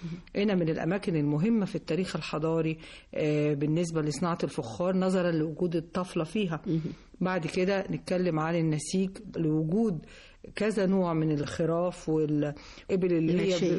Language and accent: Arabic; Luxor, Luxor Governorate, Egypt; احنا بما ان عندنا في الاقصر تلت اثار العالم